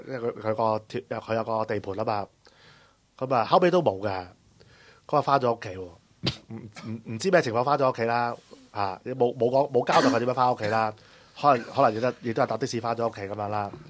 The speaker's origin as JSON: {"language": "Cantonese", "country": "Hong Kong", "said": "即係嗰間屋咧就好似而家我哋香港人買樓嗰啲咁樣嘅"}